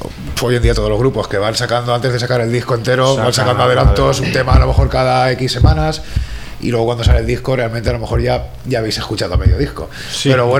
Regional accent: Quart de Poblet, Valencian Community, Spain; yo soy de Cuare Poblet, en mi zona entró algo

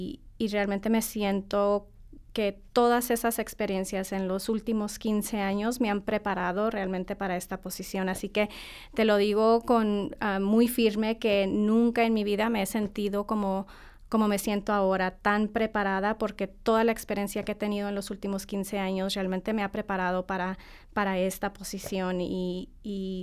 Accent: El Paso, Texas, United States; yo originalmente soy tejana. nací en El Paso, Texas. Mi familia es de Chihuahua, así que mi mamá y mis abuelitos, yo crecí yendo a Chihuahua en los veranos con mi abuelita y mi abuelito

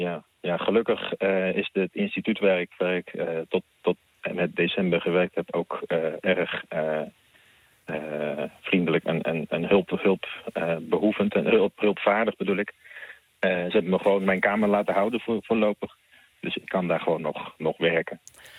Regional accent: Beverwijk, North Holland, Netherlands; also born or lived in Heemskerk; En ik was ook bij een amateurvereniging in Beverwijk en Heemskerk, waar ik vandaan kom, actief.

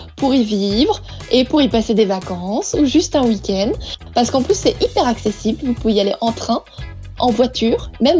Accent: Centre-Val de Loire, France; Rien à voir avec nos châteaux de chez nous, en Touraine

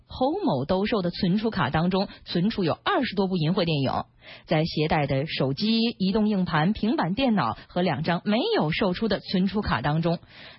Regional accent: Ulanhot, Inner Mongolia, China; 反正我们老家明天您去是来不及了，您先去植物园吧，我们家在内蒙古呢

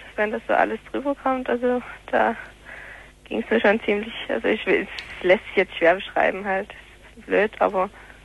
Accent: Dresden, Saxony, Germany; Ja, ich bin auch aus Dresden.

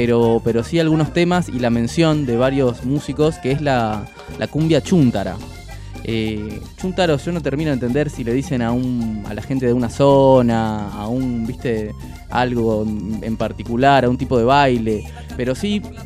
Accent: Chaco, Argentina; Yo en el Chaco, allá en mi pueblito en el Chaco

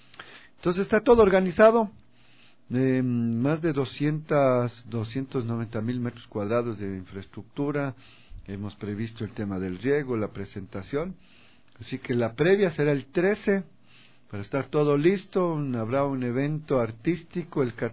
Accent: Ecuador; creo que necesitamos como ecuatorianos, ecuatorianas, tener estos referentes positivos

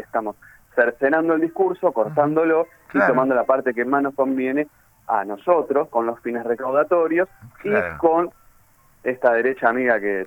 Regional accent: Avellaneda, Buenos Aires Province, Argentina; yo soy oriundo de Avellaneda

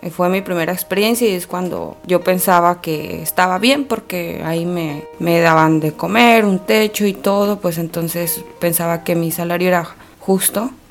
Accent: Puebla, Mexico; moved away as an adult; now in Tijuana, Mexico; tengo 29 años, soy originaria de Puebla, Puebla. Tengo 3 hijos y llegué a vivir a Tijuana en el año 2015.

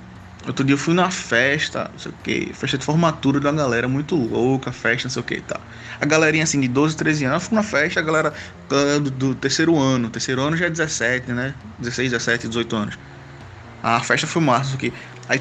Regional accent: Pernambuco, Brazil; Eu sou de Pernambuco.

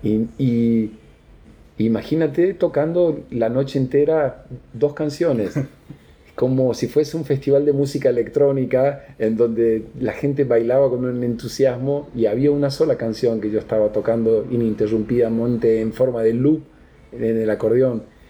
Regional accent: Apóstoles, Misiones, Argentina; yo soy argentino, soy más argentino que el mate. Por más que tenga ese apellido, estoy como totalmente fundido a la tierra donde nací, Apóstoles, Misiones

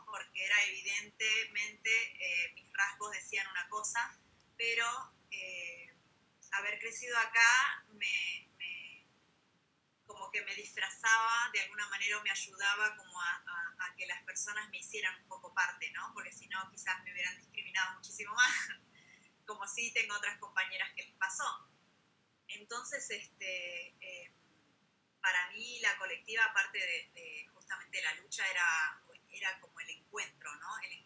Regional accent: Argentina; Como que no soy totalmente argentina, porque bueno, no tengo los supuestos rasgos que debería tener, ¿no? Porque claro, vos me prendes la tele y todas las publicidades que salen de Argentina son todas personas blancas

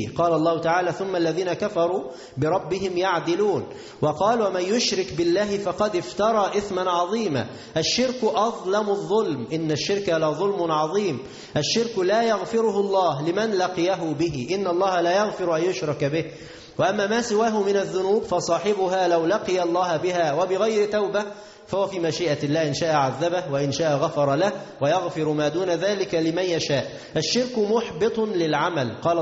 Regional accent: Tanta, Gharbia, Egypt; عندنا في مصر في طنطا

